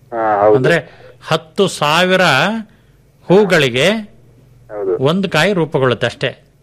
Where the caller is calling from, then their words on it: Somwarpet, Karnataka, India; ತಳತಾರೆ Shettahalli